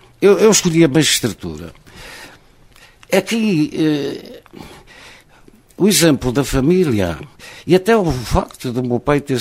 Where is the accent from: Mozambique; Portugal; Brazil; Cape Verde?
Portugal; Oliveira; born there; Não pude cá ficar porque escolhi uma carreira que nem sequer podia exercer na terra onde nasci. De maneira que, por acaso do destino, tive que exercer as minhas atividades profissionais fora de Oliveira